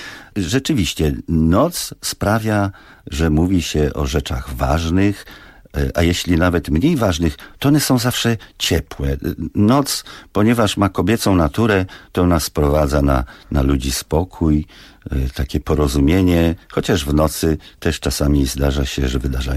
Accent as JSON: {"language": "Polish", "region": "Masovian Voivodeship", "country": "Poland", "tie": "born there", "said": "jestem dzieckiem lasu. Nie boję się tak siebie nazwać, bo ojciec był nadleśniczym i urodziłem się w Puszczy Kozienickiej."}